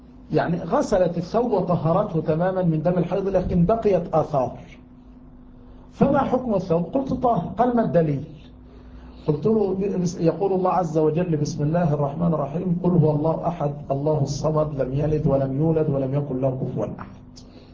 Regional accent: Yemen; فكان عندنا في اليمن ماء المطر هو أجل ماء

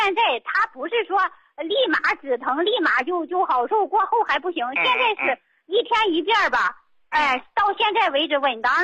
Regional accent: Shandong, China; 我是山东人。

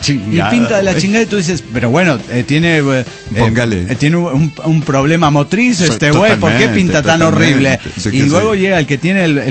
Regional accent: Aguascalientes, Mexico; desde Aguascalientes, México.

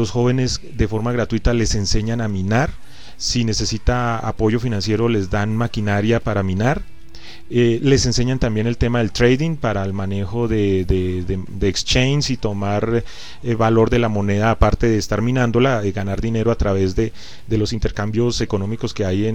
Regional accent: Colombia; lamento decirlo, yo soy colombiano, pero allá consumimos la gasolina de Venezuela a precios muy bajos

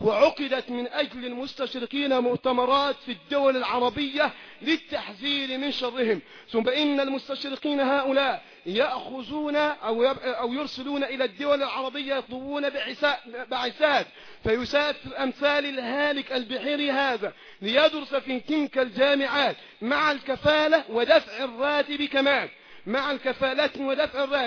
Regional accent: Egypt; بلدنا مصر

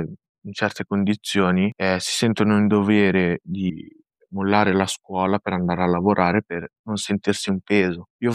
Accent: Varese, Lombardy, Italy; I miei genitori sono di origini marocchine, io ho una sorella, anche lei è nata e cresciuta qui in Italia, a Varese

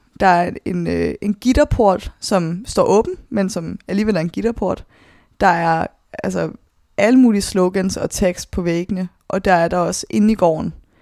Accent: Svendborg, Region of Southern Denmark, Denmark; also born or lived in Copenhagen; Der blev jeg født på Rigshospitalet i København, og få år efter, så flytter mine forældre med mig til Svendborg på Sydfyn, hvor jeg så bor indtil jeg er 15, hvor jeg starter på efterskole på Langeland

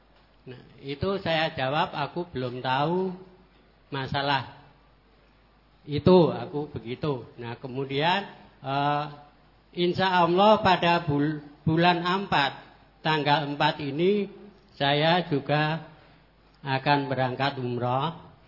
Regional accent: Kota Bangun, East Kalimantan, Indonesia; Jadi saya dari Kota Bangun, Kabupaten Kutai Kartanegara.

